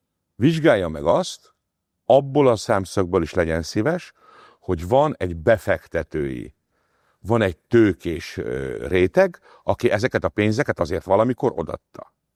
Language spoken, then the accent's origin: Hungarian; Hungary; Mi magyarok vagyunk, mi imádjuk az összeesküvés elméleteket